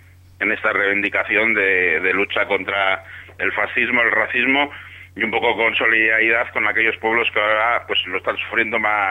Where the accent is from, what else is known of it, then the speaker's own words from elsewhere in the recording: Bilbao, Basque Country, Spain; Somos de Bilbao, estamos acostumbrados al agua